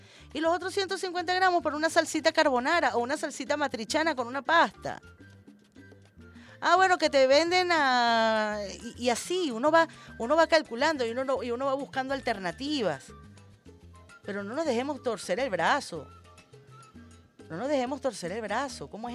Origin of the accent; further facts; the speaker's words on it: Venezuela; preocupados como venezolanos, preocupados como revolucionarios.